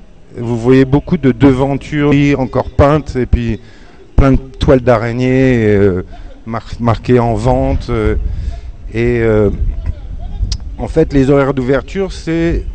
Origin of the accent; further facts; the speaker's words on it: Paris, Île-de-France, France; born there; Moi, bon, je suis né à Paris